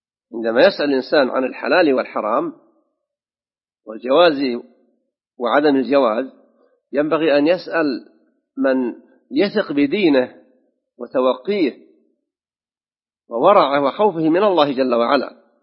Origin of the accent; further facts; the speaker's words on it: Saudi Arabia; في بلادنا المملكة العربية السعودية خاصة